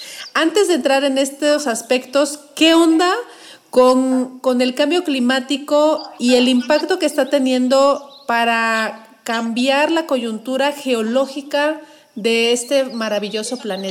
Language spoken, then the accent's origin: Spanish; Mexico; yo creo que como buenos mexicanos también nos gustan los desayunos consistentes y poderosos para arrancar el día.